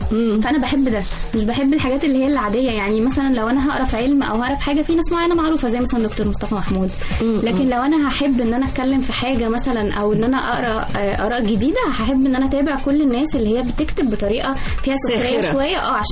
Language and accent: Arabic; Egypt; موجود عندنا في مصر بقاله حبه كتير